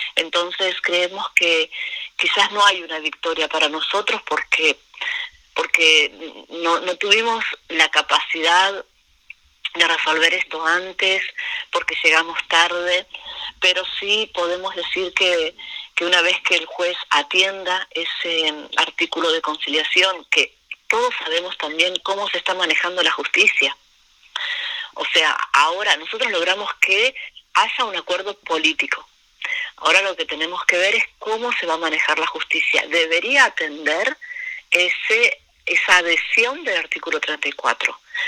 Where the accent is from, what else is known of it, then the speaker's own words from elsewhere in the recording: Argentina; los puelches, que somos los mapuches de este lado, lo que se conoce como Argentina